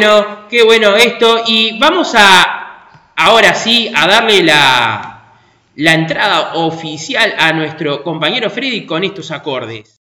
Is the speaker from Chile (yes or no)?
no; Uruguay; este ritmo tan divino que nos identifica mucho como uruguayos, porque el tamboril es un elemento de nuestra cultura uruguaya.